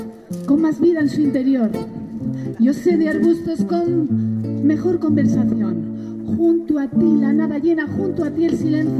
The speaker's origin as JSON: {"language": "Spanish", "region": "Region of Murcia", "country": "Spain", "said": "Y además soy de Murcia."}